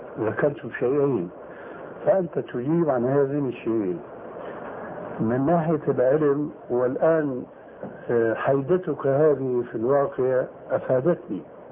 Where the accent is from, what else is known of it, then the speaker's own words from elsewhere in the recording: Levant, Syria; يقولون عندنا في الشام ما علي جواب